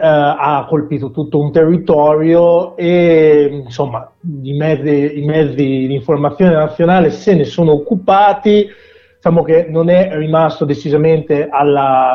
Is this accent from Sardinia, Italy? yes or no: no; Emilia-Romagna, Italy; perché purtroppo è quello che è toccato alla mia terra, alla Romagna.